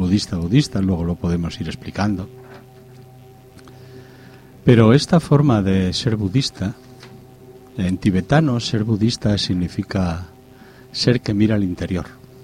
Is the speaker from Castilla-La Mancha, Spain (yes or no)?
no; Gijón, Asturias, Spain; Pues nosotros estábamos, somos de Gijón